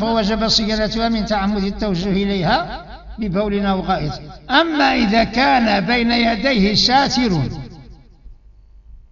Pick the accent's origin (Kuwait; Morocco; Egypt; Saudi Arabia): Morocco; بالنسبة لنا احنا دابا مغاربة